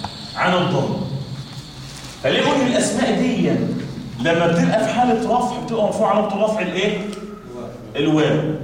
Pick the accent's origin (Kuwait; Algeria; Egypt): Egypt; ليه عندنا كمصريين يقول لك حاجه شر